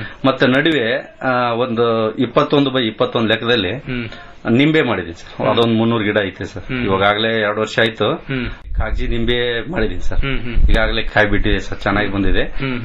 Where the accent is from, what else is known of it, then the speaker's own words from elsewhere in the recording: Venkatapura, Karnataka, India; Sir, ನಮ್ ಸ್ವಂತ ಊರು ಕೊಪ್ಪಳ ಜಿಲ್ಲಾ ಕುಷ್ಟಗಿ ತಾಲೂಕು ವೆಂಕಟಾಪುರ ಗ್ರಾಮ ಅಂತ.